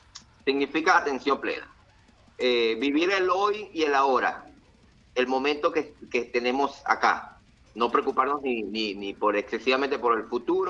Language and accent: Spanish; Venezuela; No, no, yo solamente soy de Venezuela.